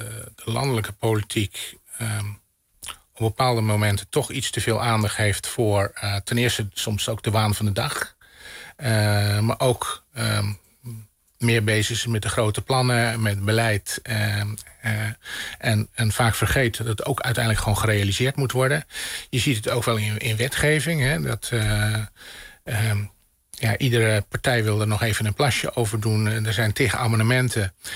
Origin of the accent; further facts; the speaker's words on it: Netherlands; Ja, anders ben ik een Nederlander die ook de media volgt